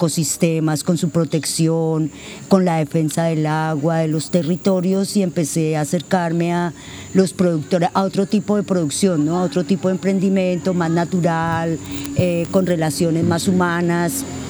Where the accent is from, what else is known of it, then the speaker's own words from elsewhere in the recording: Cali, Valle del Cauca, Colombia; Yo soy una persona que soy caleña. Hace 15 años me fui por una situación puntual a vivir 6 meses al campo y ya llevo 15 años viviendo en el campo, en Pueblo Pance.